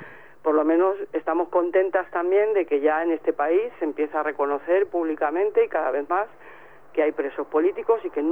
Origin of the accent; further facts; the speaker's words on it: Madrid, Community of Madrid, Spain; porque yo soy de Vallecas, y que somos muy resistentes